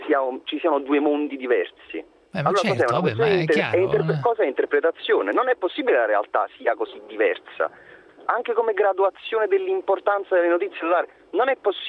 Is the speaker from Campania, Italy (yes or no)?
yes; Naples, Campania, Italy; io sono campano napoletano